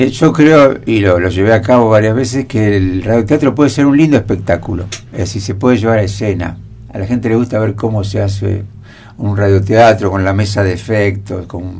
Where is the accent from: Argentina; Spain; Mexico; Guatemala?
Argentina; El Bolsón, Río Negro; Yo vengo del Bolsón, hicimos también historias de lugares